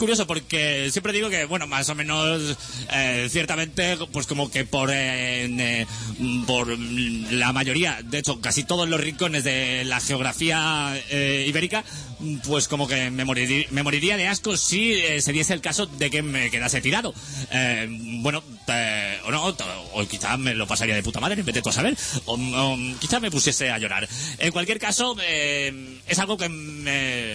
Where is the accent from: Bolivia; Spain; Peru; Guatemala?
Spain; Catalonia; Pues se supone que como catalán que soy, pocas